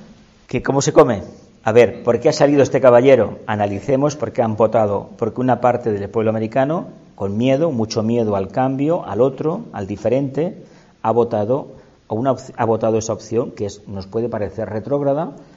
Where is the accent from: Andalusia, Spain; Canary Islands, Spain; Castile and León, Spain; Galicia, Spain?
Andalusia, Spain; Lo sé porque yo procedo de Andalucía y me han dicho que eso es mentira.